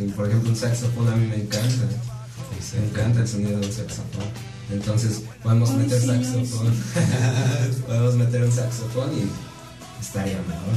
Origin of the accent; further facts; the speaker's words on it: Chalco, State of Mexico, Mexico; yo soy de Chalco, Estado de México, aquí está cerca, ¿no? Unos 15 minutos.